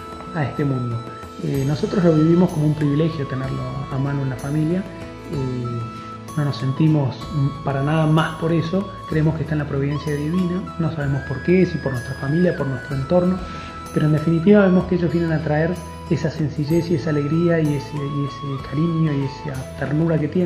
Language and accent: Spanish; Buenos Aires, Argentina; Yo soy de Buenos Aires, estaba en Salta